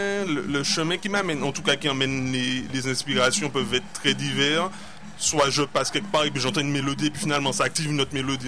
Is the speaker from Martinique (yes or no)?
yes; Martinique; en tant que Martiniquais ayant été colonisé